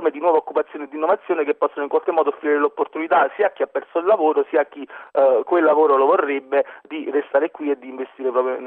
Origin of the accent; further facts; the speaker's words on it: Naples, Campania, Italy; Io vengo da Napoli